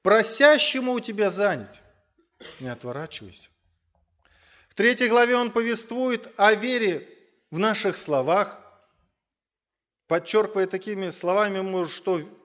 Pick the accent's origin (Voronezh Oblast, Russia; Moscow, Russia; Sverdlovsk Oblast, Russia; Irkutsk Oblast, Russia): Voronezh Oblast, Russia; Voronezh; переехал обратно в родной город, город Воронеж.